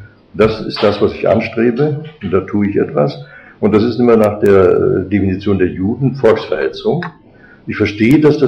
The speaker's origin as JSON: {"language": "German", "country": "Germany", "said": "Ich bin Deutscher."}